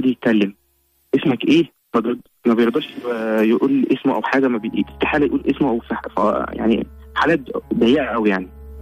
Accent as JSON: {"language": "Arabic", "town": "Cairo", "region": "Cairo Governorate", "country": "Egypt", "said": "انا من القاهره حي رود الفرج"}